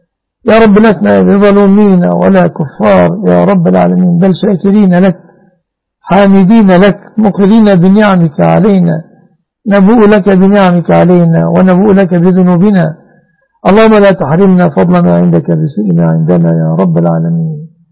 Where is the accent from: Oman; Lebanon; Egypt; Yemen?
Egypt; اللهم احفظ بلادنا مصر آمنة مطمئنة من كل مكروه وسوء